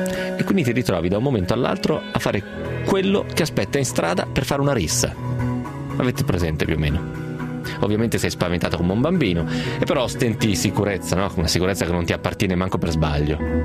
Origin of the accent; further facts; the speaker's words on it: Romentino, Piedmont, Italy; quello che aggiustava le biciclette a Romentino, al mio paese